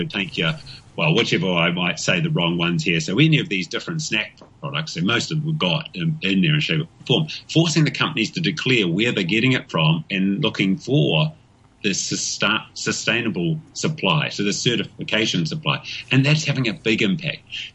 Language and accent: English; New Zealand; But then again, I have a real challenge as being a New Zealander with our good old Australian imports, the possum